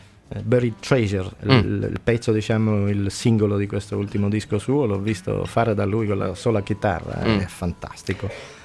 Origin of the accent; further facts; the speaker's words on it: Sicily, Italy; la terra un po' forse c'entra, essendo siciliani entrambi